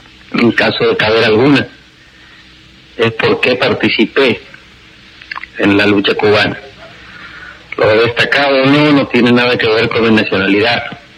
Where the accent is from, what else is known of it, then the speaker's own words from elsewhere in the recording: Rosario, Santa Fe, Argentina; born there; que nací en la Argentina.